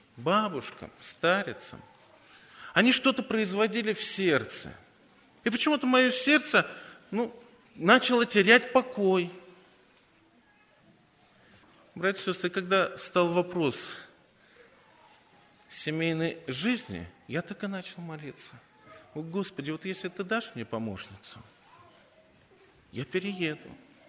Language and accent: Russian; Saint Petersburg, Russia; Нет, я коренной житель Петербурга был.